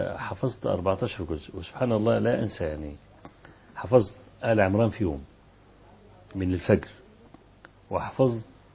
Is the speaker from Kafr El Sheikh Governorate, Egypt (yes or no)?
yes; Kafr El Sheikh, Kafr El Sheikh Governorate, Egypt; كان في فكر التكفير عندنا في كفر الشيخ